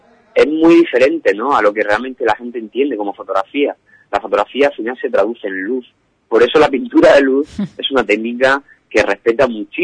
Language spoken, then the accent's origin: Spanish; Murcia, Region of Murcia, Spain; yo soy de Murcia y viajo mañana a Cádiz